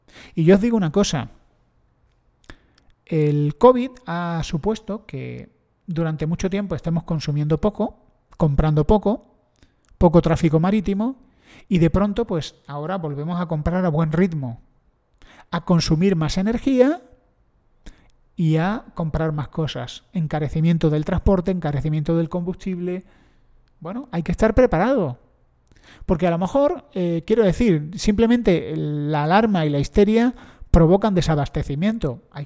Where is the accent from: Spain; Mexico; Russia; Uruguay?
Spain; yo soy español